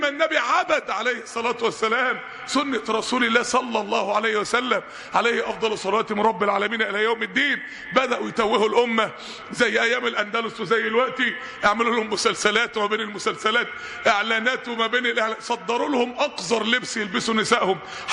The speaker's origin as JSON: {"language": "Arabic", "town": "Mansoura", "region": "Dakahlia", "country": "Egypt", "said": "عندنا في المنصورة"}